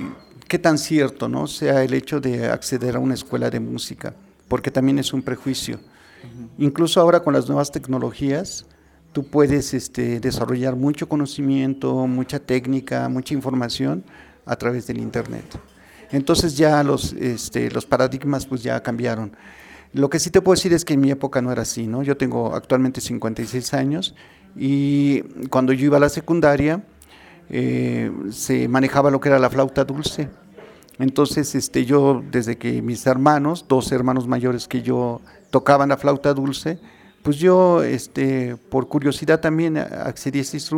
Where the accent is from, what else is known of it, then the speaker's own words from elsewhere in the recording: Mexico City, Mexico; now in Amecameca, Mexico; sí, soy originario de la Ciudad de México, pero actualmente vivo acá en Namecameca, Estado de México, aquí cerca de los volcanes, al pie de los volcanes.